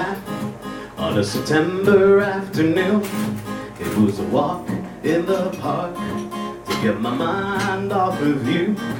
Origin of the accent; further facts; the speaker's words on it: Staten Island, New York, United States; As Dennis said, I'm from Stapleton, born and raised on Jackson Street.